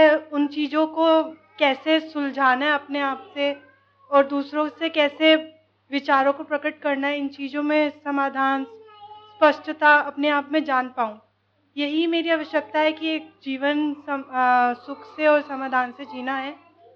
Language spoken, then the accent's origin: Hindi; Delhi, India; मैं दिल्ली से आई हूँ।